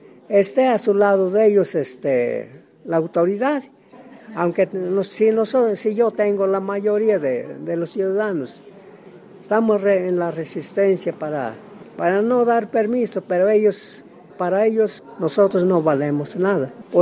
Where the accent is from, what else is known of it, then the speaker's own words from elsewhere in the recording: Cuautepec, Puebla, Mexico; Pues yo soy de Cuautepec, municipio de Tlacuilo, estado de Puebla.